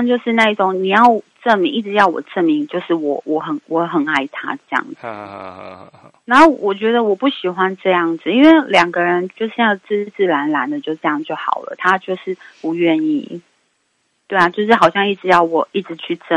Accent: Taipei, Taiwan; 我是台北的

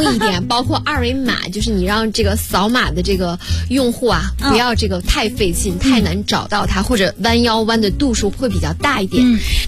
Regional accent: Northeast China, China; 就我们东北人会

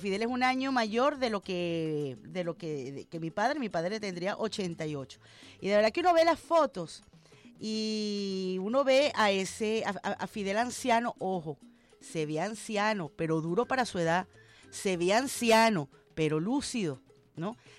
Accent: Venezuela; Los venezolanos no somos menos. Somos hijos de Bolívar. Somos hijos de Bolívar y hermanos de Martí. Tenemos la misma sangre luchadora.

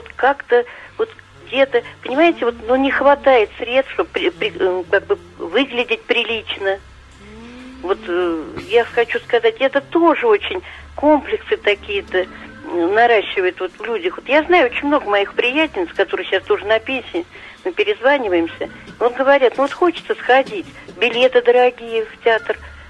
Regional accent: Moscow, Russia; я жила в коммуналке, много лет я коренная москвичка.

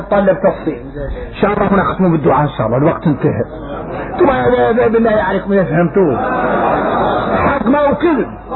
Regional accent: Mauritania; احنا موريتاني بين الكبرى

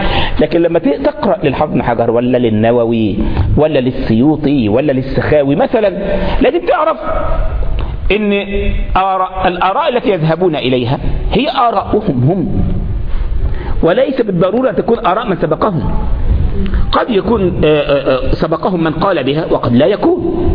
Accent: Egypt; مش بعض الشباب عندنا في مصر كان عنده كده بتاع 12 13 سنه

